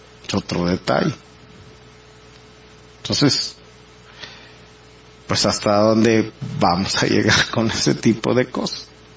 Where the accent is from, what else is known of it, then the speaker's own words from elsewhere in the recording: Mexico; en lo que somos mexicanos en este caso